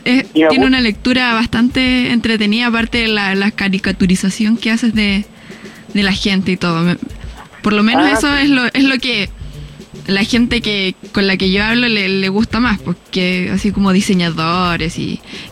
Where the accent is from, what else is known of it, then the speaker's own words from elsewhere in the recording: Quillota, Valparaíso, Chile; Pero no, yo soy de Quillota. No soy de Valpo, me salvé.